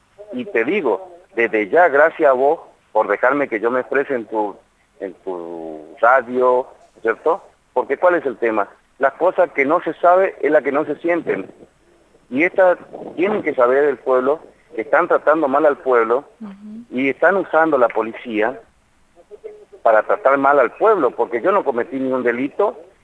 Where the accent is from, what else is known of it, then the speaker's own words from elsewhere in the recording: Argentina; somos negros, o sea, tal vez tenemos olor, pero somos argentinos y somos ciudadanos